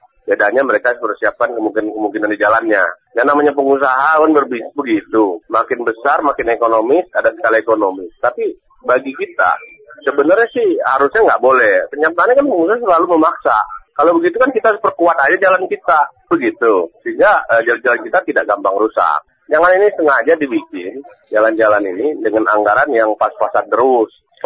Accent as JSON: {"language": "Indonesian", "town": "Lubuklinggau", "region": "South Sumatra", "country": "Indonesia", "tie": "born or raised there", "said": "di kampung saya itu bagus bener, di Lubuk Linggau itu jalan tol"}